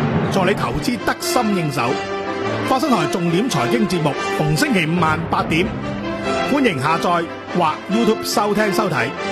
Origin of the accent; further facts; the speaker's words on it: Hong Kong; 我哋香港人应该要发声